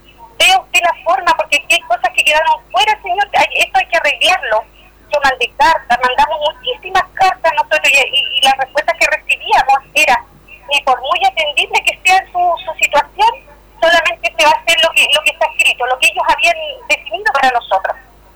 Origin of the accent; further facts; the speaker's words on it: Chile; yo creo que como chilenos no podemos permitir esto.